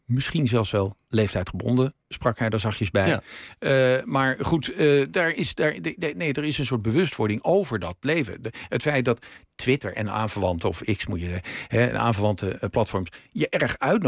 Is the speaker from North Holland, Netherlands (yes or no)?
yes; North Holland, Netherlands; In mijn geval, we groeiden op in het Gooi.